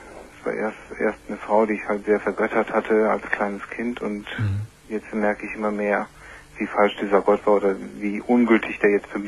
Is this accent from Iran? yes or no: yes; Iran; moved away as an adult; now in Germany; Ich lebe seit 17 Jahren in Deutschland. Ich bin Iraner, mhm, und bin zum Studium hierher gekommen